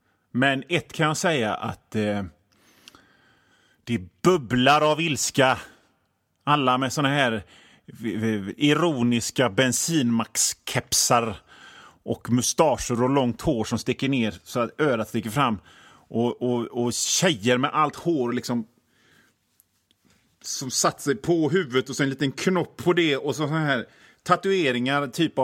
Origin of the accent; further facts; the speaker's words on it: Hönö, Västra Götaland County, Sweden; alltså jag är från Hönö, jag är inte någon av dem.